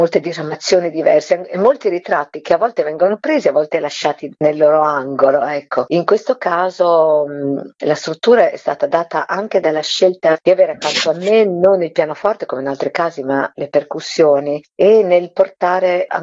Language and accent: Italian; Emilia-Romagna, Italy; per me che sono della Bassa Romagna